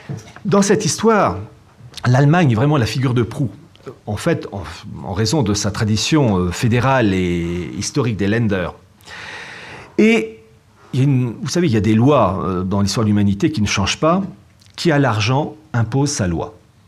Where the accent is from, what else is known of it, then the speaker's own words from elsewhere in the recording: Brittany, France; Je suis breton, bon. Je sais dire Kenavo, au revoir, et Pelgoms, téléphone.